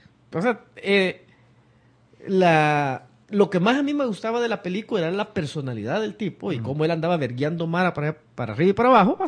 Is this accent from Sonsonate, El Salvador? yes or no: yes; Acajutla, Sonsonate, El Salvador; mi infancia, yo la viví en Acajutla, que es una ciudad fuera de San Salvador, olvidada por el mundo